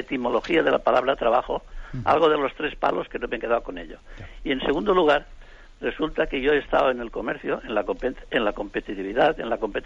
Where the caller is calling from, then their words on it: Alicante, Valencian Community, Spain; de Alicante.